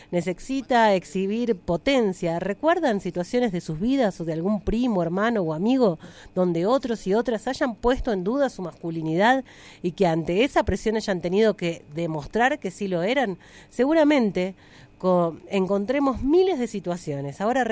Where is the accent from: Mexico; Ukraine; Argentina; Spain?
Argentina; Dorrego, Buenos Aires; born there; Yo nací en Dorrego y el programa se va a retransmitir en Radio Submarina de mi pueblo natal.